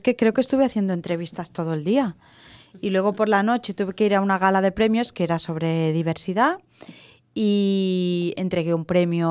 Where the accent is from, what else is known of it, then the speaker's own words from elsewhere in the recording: Catalonia, Spain; Es que soy catalana yo.